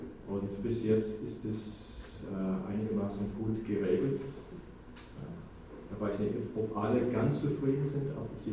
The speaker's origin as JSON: {"language": "German", "country": "United States", "moved": "as an adult", "lives_now": "Germany", "said": "ich komme ursprünglich aus den USA. Wir sind 79, ich und meine Frau nach Deutschland gekommen, als Gemeindegründer."}